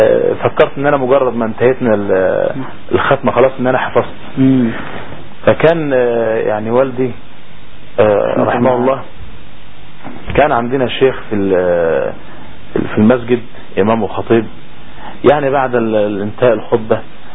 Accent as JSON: {"language": "Arabic", "country": "Egypt", "tie": "born or raised there", "said": "كان عمري 15 عام، يعني في ذلك الحين كنت عندنا في مصر كنت في مرحلة الإعدادية"}